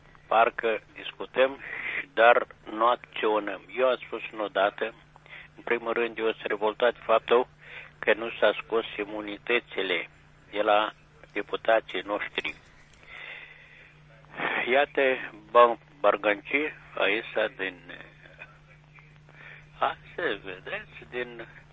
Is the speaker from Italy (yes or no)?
no; Moldova; care suntem moldoveni